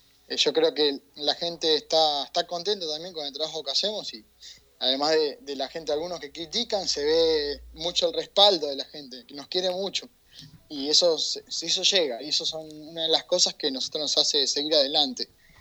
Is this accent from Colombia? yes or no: no; Argentina; acá en Argentina, uh-huh, yo me estaba por ir a trabajar, y tenemos un grupo de la administración donde somos 3 argentinos